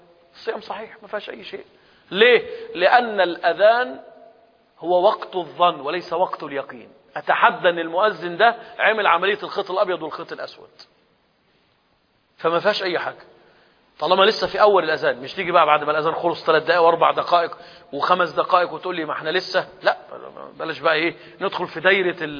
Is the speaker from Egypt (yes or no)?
yes; Egypt; إحنا عندنا في مصر بيضربوا مدفع